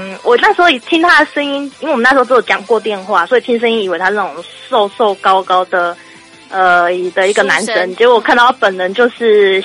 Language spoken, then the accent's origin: Chinese; Changhua, Changhua County, Taiwan; 啊，那时候我彰化人啊，高雄人啊。